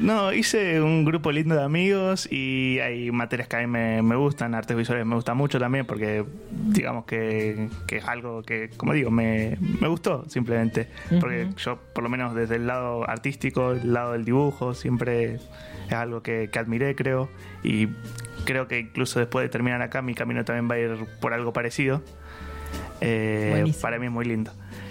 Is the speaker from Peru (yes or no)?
no; Buenos Aires, Argentina; moved away as an adult; como yo vengo de Buenos Aires, más o menos desde que tengo 17, viví 17 años allá, tengo 24 horas